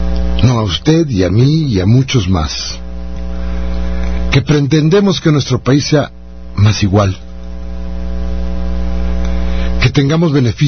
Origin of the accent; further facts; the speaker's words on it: Mexico; nos hace falta como mexicanos